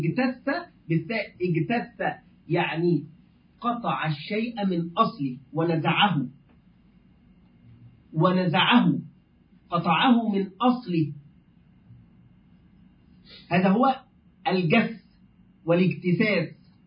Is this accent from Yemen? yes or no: no; Egypt; الدولار والأورو نحن كمصريين الآن يعني تعرفون طبعا الحال